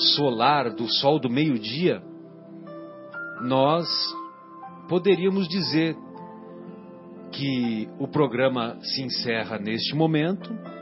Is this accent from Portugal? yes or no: no; São José do Rio Pardo, São Paulo, Brazil; E eu cresci lá em São José do Rio Pardo, que você imagina, é interior de São Paulo, né?